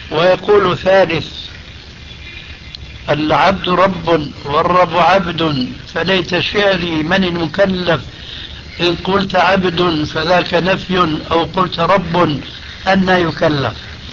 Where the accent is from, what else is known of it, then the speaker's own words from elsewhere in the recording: Syria; تلقفها بعض العامة عندنا في سوريا